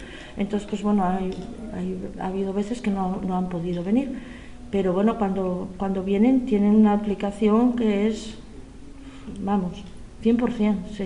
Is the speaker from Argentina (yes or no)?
no; Gijón, Asturias, Spain; born there; also born or lived in Málaga / Catalonia / Galicia; Bueno, nací en Gijón, sí.